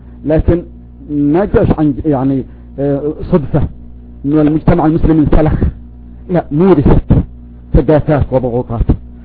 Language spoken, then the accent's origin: Arabic; Yemen; صار يعلق ساحبه ويعدمه في الخشبة عندنا في اليمن